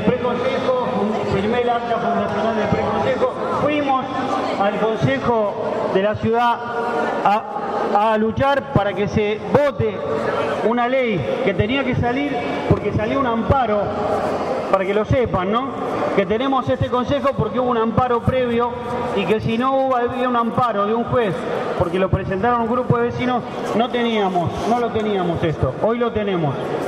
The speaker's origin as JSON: {"language": "Spanish", "town": "Caballito", "region": "Buenos Aires", "country": "Argentina", "tie": "born or raised there", "said": "Nací en Caballito y hace 53 años que vivo en Caballito. Soy comerciante de la zona"}